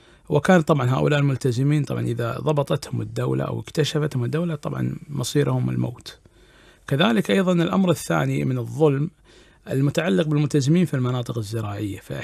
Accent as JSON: {"language": "Arabic", "country": "Kuwait", "said": "موجودة عندنا في الكويت وعندنا موجودة أعتقد في الخليج اللي هو السربوتي"}